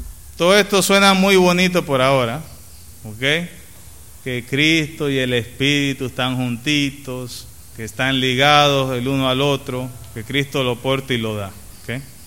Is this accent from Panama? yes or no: yes; Panama; now in Venezuela; Yo me acuerdo en Panamá, creciendo en Panamá, que teníamos laboratorio